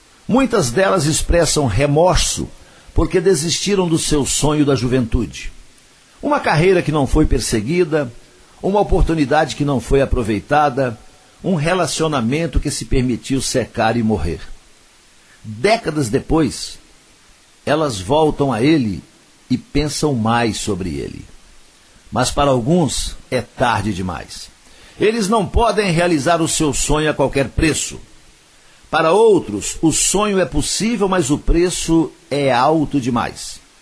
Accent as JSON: {"language": "Portuguese", "town": "Coromandel", "region": "Minas Gerais", "country": "Brazil", "said": "No próximo dia 5 de julho tem show de … lá em Coromandel, na minha terra, no Parque de Exposições Antônio D'Agra"}